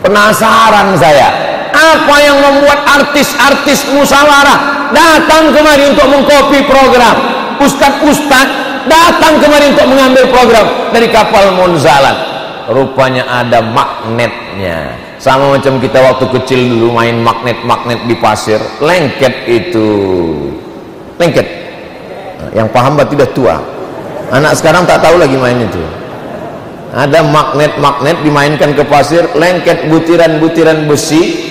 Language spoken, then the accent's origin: Indonesian; Yogyakarta, Special Region of Yogyakarta, Indonesia; Dah, kami orang Jogja.